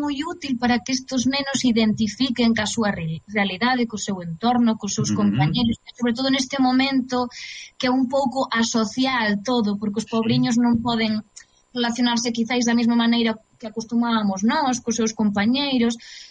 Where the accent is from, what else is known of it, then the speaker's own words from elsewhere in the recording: Galicia, Spain; para min é un placer sempre traballar no meu idioma, na miña terra, con xente de aquí.